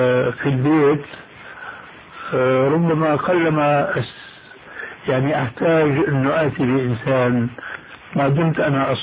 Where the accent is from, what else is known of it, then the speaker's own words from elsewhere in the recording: Syria; هذه منطقة اسمها عندنا في الشام الحريقة